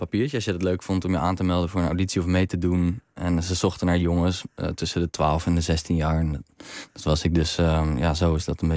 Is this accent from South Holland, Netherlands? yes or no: yes; Zwijndrecht, South Holland, Netherlands; now in Rotterdam, Netherlands; Ik woon nu in Rotterdam, maar toen ik nog in Amsterdam woonde... kon ik me daar heel erg in herkennen. Opgegroeid in een in Zwijndrecht... richting Rotterdam is dat.